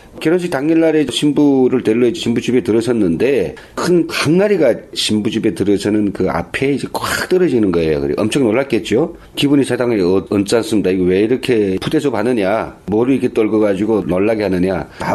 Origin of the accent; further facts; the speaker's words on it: North Korea; 탈북자로서 제가 북에서 느꼈던 것과 여기서 체험하는 것이 어떤 차이가 있는지 그런 걸 이야기하려고 해요.